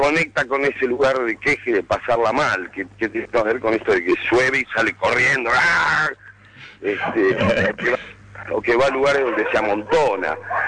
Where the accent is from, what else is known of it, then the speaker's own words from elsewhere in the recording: Lanús, Buenos Aires Province, Argentina; yo soy de Lanús. Lo más interesante es que en Lanús, que es algo que está ya unos 15 kilómetros, 10 kilómetros de la capital